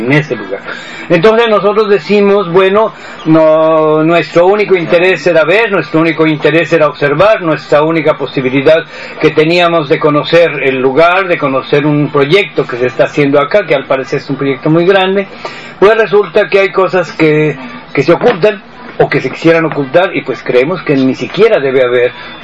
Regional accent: Mexico; yo soy de México.

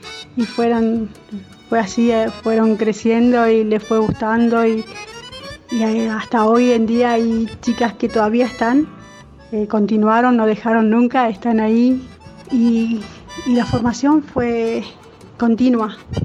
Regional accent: Goya, Corrientes, Argentina; soy de Paraje Buenavista, en el departamento de Goya, en la provincia de Corrientes.

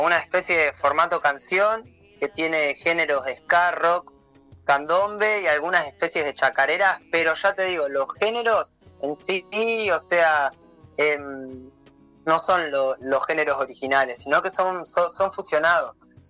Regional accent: Tandil, Buenos Aires Province, Argentina; now in Uruguay; soy de Argentina, de Buenos Aires, Tandil. Y ya estoy hace 3 años acá en Uruguay

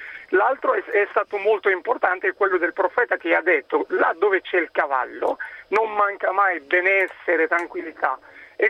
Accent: Morocco; sono marocchino e vengo da una tribù che da padri, zii, nonni che hanno avuto sempre un rapporto particolare con i cavalli.

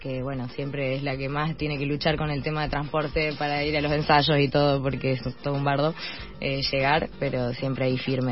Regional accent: San Francisco, Córdoba, Argentina; yo soy la pianista, también de Córdoba, pero siento nada, no tengo tonada, porque soy de San Francisco, que está justo pegado a Santa Fe.

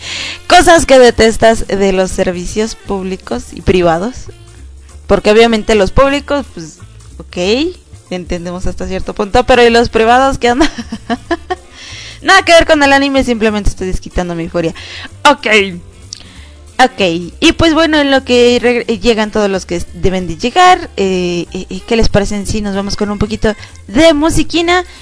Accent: Aguascalientes, Mexico; Y desde mi tierra hidrocálida estoy sufriendo.

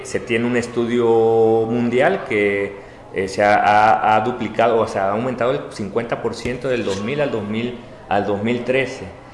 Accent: Mexico; venimos de México

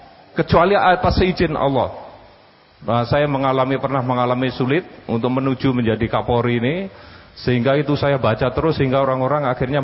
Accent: Java, Indonesia; Saya orang Jawa suruh ngomong Arab ya susah lah gini.

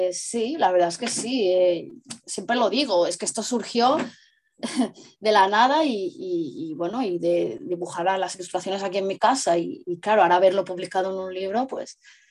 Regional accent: Barcelona, Catalonia, Spain; yo soy de Barcelona, incluso fui en persona, ¿no?

